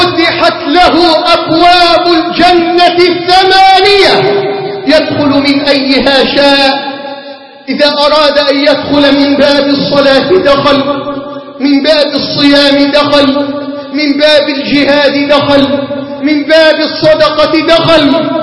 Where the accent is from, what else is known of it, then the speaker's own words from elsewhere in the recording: Egypt; اللهم اجعل بلدنا مصر واحة للأمن والأمان